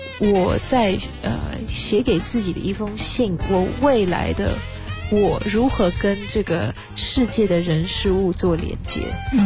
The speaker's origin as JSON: {"language": "Chinese", "country": "Netherlands", "tie": "born or raised there", "said": "我记得我小时候在荷兰其实很少接触到中文，因为都是荷兰文"}